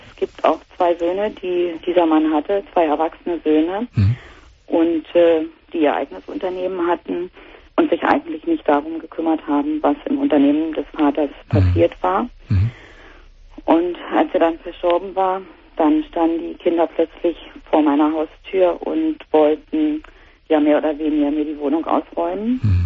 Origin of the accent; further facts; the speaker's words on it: East Germany, Germany; ich sagte ja, ich komme aus dem Osten. Und zu der Zeit sind ja hier im Osten Kaufhäuser aus dem Boden geschossen wie Pilze.